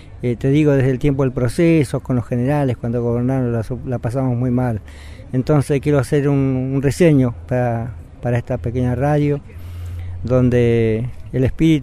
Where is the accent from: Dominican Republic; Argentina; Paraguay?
Argentina; Patagonia; es un enorme orgullo como argentino y como patagónico.